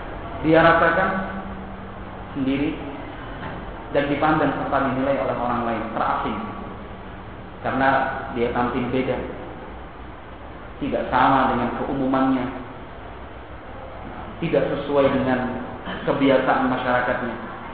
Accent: Surakarta, Central Java, Indonesia; kalau kita orang Solo bilangnya kan kemproh ya

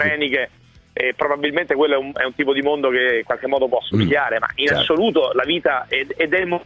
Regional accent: Verona, Veneto, Italy; come sentirà dal mio accento io sono di Verona ma non sono del Chievo

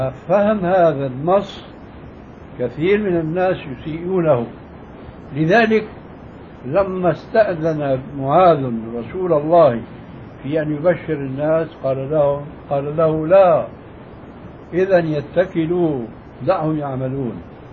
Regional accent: Syria

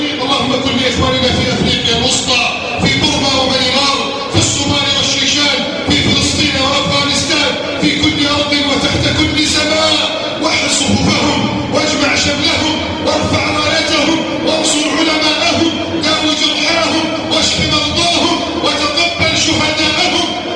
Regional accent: Egypt; اللهم احفظ بلدنا مصر من كيد الكائدين

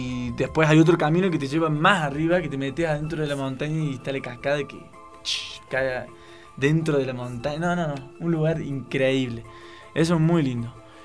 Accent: Buenos Aires, Argentina; now in Ecuador; La idea de estar acá en Ecuador es hasta septiembre, pero estoy dentro como de un concurso que se hace en mi país, en la ciudad de Buenos Aires

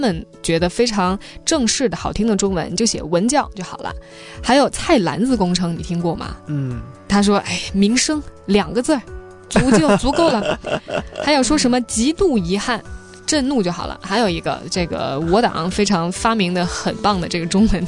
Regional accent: China; 这是对于我从大陆来的，我看他哎这本书觉得还挺有启发

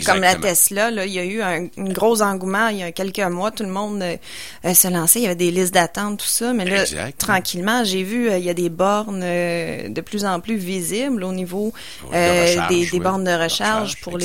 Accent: Montreal, Quebec, Canada; now in Quebec City, Canada; moi je suis de Montréal, j'en vois beaucoup sur le plateau. Ici à Québec, j'en voyais moins

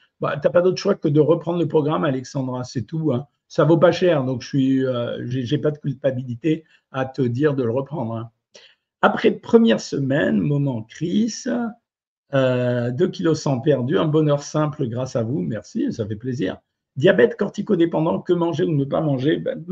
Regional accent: Algeria; born there; je sais, tu sais, je suis né en Algérie, donc je te fais pas le coup de dire que j'ai plein de copains

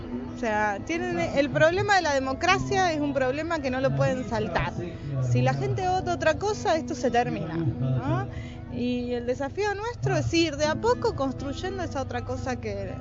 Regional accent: Argentina; Nosotros, como argentinos, tuvimos una oportunidad de terminar con ella

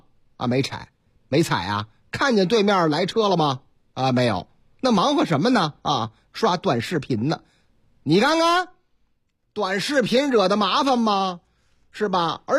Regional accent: Northeast China, China; 在这个我老家东北啊

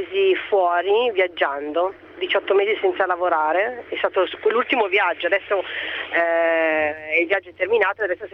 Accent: Milan, Lombardy, Italy; moved away as an adult; now in Canary Islands, Spain; io verso i 29 anni, io sono di Milano, facevo la segretaria a Milano, a un certo punto mi sono stufata della mia città, del lavoro che facevo, ho preso, sono partita e sono venuta in Spagna, dove mi trovo adesso, alle Isole Canarie.

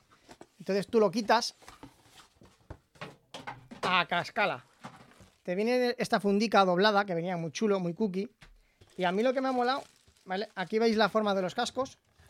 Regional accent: Aragon, Spain; accent: Aragonese; yo tengo un acento maño, pero bestial.

